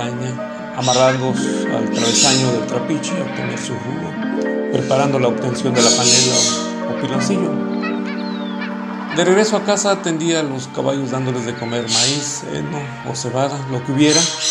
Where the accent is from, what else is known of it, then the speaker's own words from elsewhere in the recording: San Juan Colorado, Oaxaca, Mexico; first language Mixtec; Spanish is a second language; un placer saludarles desde la costa chica oaxaqueña. … originario del pueblo de San Juan Colorado, del distrito de Jamitepec, donde nuestra lengua materna es el mixteco.